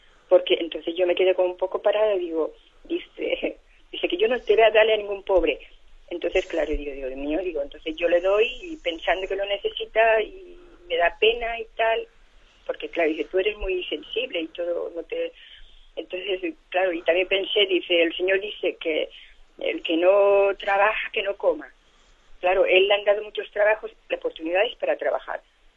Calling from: Balearic Islands, Spain; de Mallorca.

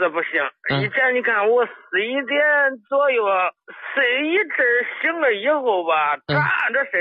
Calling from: Henan, China; 我是河南的老朋友。

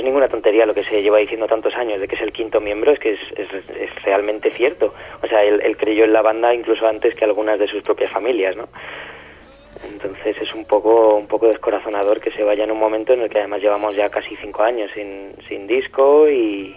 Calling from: Community of Madrid, Spain; Desde Madrid, un pueblo de cerca de Madrid

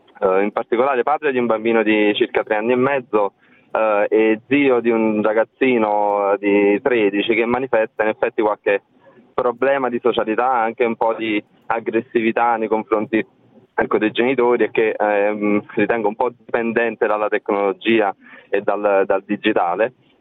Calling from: Salerno, Campania, Italy; da Salerno, anche io come l'ascoltatrice precedente sono in macchina, non posso fermarmi.

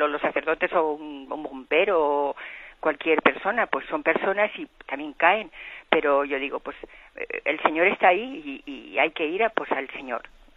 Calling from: Balearic Islands, Spain; de Mallorca.

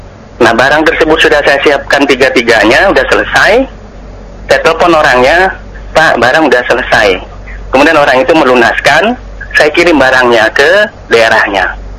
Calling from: Jakarta, Indonesia; Saya dari Pak … di Jakarta, Ustaz.

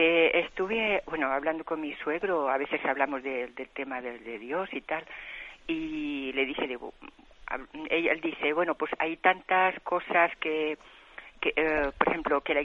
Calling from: Balearic Islands, Spain; de Mallorca.

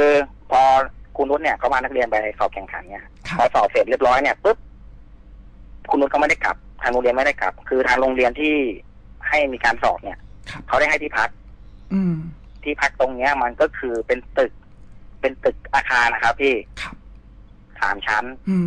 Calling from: Sattahip, Chonburi, Thailand; ขอจากสัตหีบชลบุรีครับ

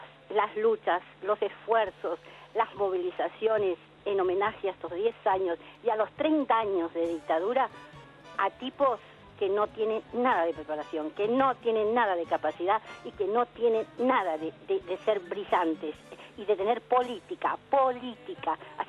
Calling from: El Talar, Buenos Aires Province, Argentina; del Talar.

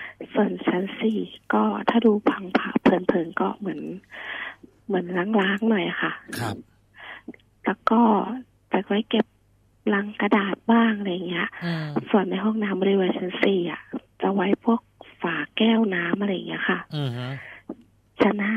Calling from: Nonthaburi, Thailand; นนทบุรีค่ะ

